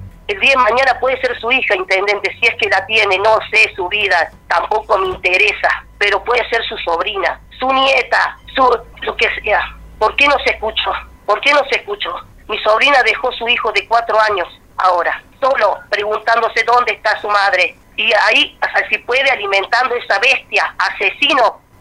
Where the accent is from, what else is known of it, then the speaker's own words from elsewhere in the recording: Río Ceballos, Córdoba, Argentina; Mira, yo no vivo en San Cipuede, yo soy de Río Ceballos.